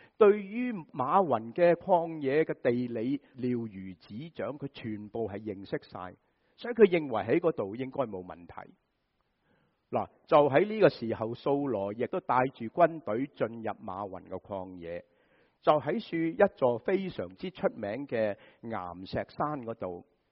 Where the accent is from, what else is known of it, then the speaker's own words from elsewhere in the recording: Guangdong, China; 就是好像我们广东人说什么啊，滑过泥鳅，是吧？